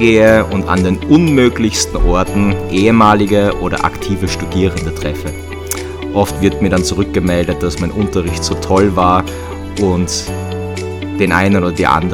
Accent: Graz, Styria, Austria; Also aufgewachsen und geboren in Graz, Schule in Graz, studiert in Graz und jetzt noch immer in Graz.

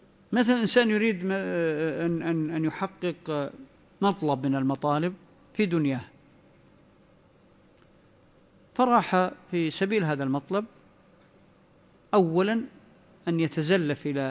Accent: Saudi Arabia; ربما أنتم ما حدثت عندكم مثل الظواهر اللي بدأت تظهر عندنا في السعودية

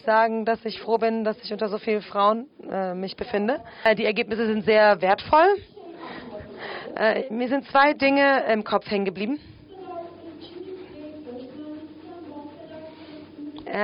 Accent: Turkey; Ich komme aus der Türkei. Mir ist Rassismus durchaus bekannt. Ich bin aus der Türkei.

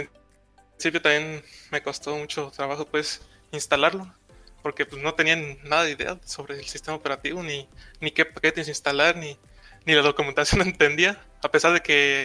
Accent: Guanajuato, Mexico; Mira, aquí soy de México, aquí del estado de Guanajuato.

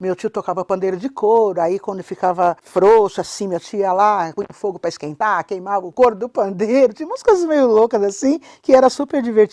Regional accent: Pirajuí, São Paulo, Brazil; now in São Paulo, Brazil; Eu sou de Pirajuí, interior de São Paulo, perto de Bauru. Só que eu vim pra cá muito cedo, né?

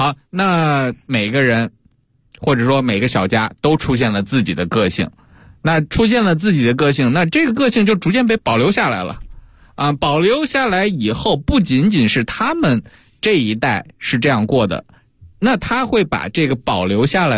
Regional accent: Beijing, China; 那如果说我们北京人去了云南或者去了四川

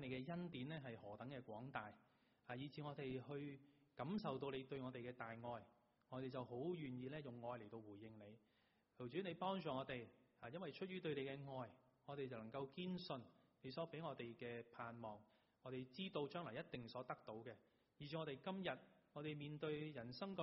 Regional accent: China; 当然这个喜乐不是我们中国人讲的笑傲江湖

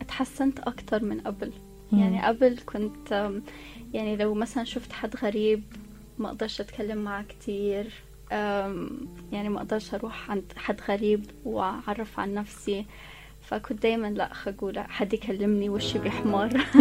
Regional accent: Abu Dhabi, United Arab Emirates; also born or lived in Egypt; ما هو انا مولوده في ابو ظبي وعشت طول حياتي في ابو ظبي، فانا كنت مختلطه في مجتمع لبنانيين سوريين.

